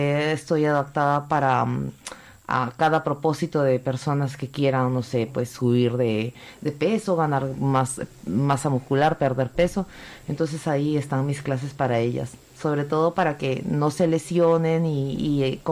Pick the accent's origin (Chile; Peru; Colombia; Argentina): Peru; En mi país no se encuentra mucho el respeto a las autoridades. Aquí respetan mucho a las autoridades y las autoridades se dan mucho a respetar. Eso me impresiona mucho porque en Perú no encontramos ese respeto hacia la autoridad